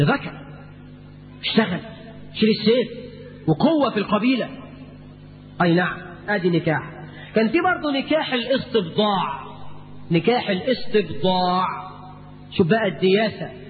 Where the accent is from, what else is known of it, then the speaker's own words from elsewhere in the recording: Egypt; قرات في جريده جريده في هنا عندنا في مصر